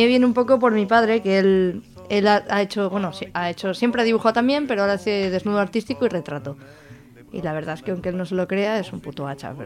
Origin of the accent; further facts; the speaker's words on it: Castellón, Valencian Community, Spain; now in Zaragoza, Spain; yo no soy de Zaragoza, yo soy de Castellón, llevo aquí 2 años